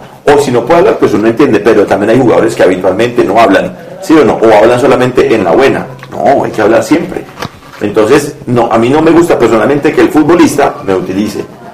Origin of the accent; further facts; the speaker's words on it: Colombia; Gracias, como colombiano.